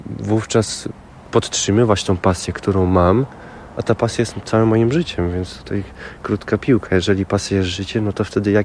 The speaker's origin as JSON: {"language": "Polish", "region": "Masovian Voivodeship", "country": "Poland", "said": "Pochodzę z … To jest miejscowość Zieś w gminie Mieszaniec. Zieś mała, bo ilu tam nas? 700 osób. No to może i duża."}